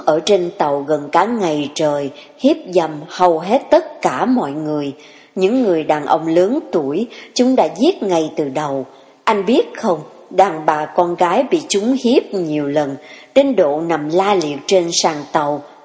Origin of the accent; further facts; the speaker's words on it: Saigon, Ho Chi Minh City, Vietnam; Em sanh đẻ ở Sài Gòn, lớn lên cũng ở Sài Gòn, chưa bao giờ xuống dưới miền Nam.